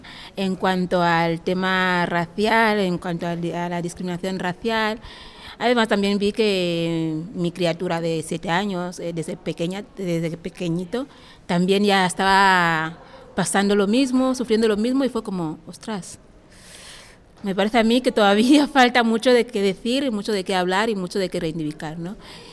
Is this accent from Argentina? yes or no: no; Equatorial Guinea; ¿de dónde eres? De Guinea Ecuatorial. Habla muy bien el español para ser africana